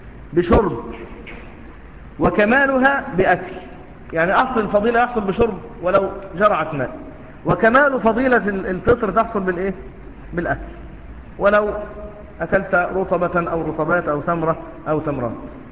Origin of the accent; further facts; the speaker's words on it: Egypt; شوف الرطب يباع عندنا في مصر أحيانا لكنه مش مشهور جدا